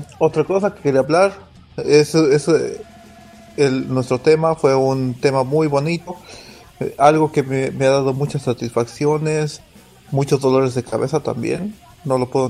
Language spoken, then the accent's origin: Spanish; Mexico City, Mexico; now in Stockholm, Sweden; de Estocolmo. Bueno, vivo en Estocolmo, soy de México, soy del DF y nunca voy a dejar de ser el mexicano.